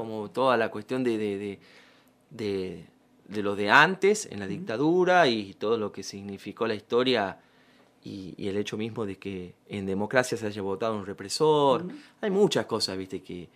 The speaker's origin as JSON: {"language": "Spanish", "town": "San Miguel", "region": "Buenos Aires Province", "country": "Argentina", "said": "De San Miguel, sí. Quiero, amo. Para mí, vos me decís, mi barrio San Miguel, Villalén en San Miguel"}